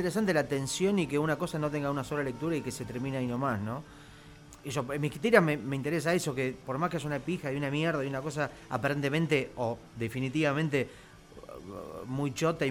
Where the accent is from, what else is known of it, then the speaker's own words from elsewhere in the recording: Mar del Plata, Buenos Aires Province, Argentina; now in Buenos Aires, Argentina; No, yo nací en Mar del Plata, me crié, empecé a hacer mis fanzines y mis primeras cosas en Mar del Plata. En el 96 me vine a Buenos Aires como una primera experiencia.